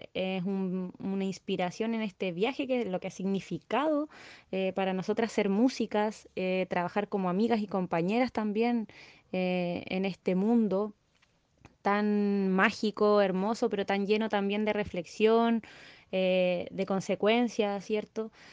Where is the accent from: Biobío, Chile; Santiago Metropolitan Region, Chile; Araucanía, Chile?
Biobío, Chile; Concepción; una agrupación de amigas y compañeras del sur de Chile, de Concepción y sus alrededores.